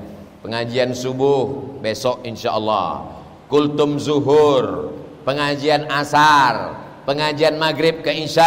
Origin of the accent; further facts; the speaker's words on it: Riau, Indonesia; Saya ini dari Riau